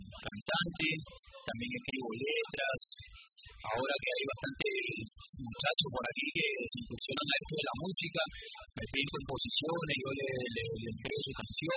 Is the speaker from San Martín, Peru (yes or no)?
no; Bellavista, Callao, Peru; yo soy chalaco corazón, nací en el distrito de Bellavista, Callao. Y bueno, en Bellavista estoy viviendo gran parte de mi infancia. Después lo pasé a la de Sarita Colonia, en el Callao. Luego volví a la ciudad de Pescador, Bellavista, Callao, que es mi barrio, ¿no?, donde yo nací.